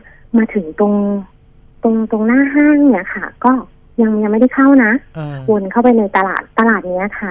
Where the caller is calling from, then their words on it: Don Mueang, Bangkok, Thailand; อยู่ดอนเมืองค่ะ